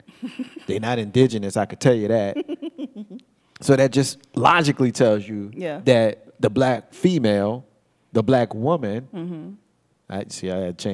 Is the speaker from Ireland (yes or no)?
no; United States; And so when we practice that behavior, we're being American. It's what we do here.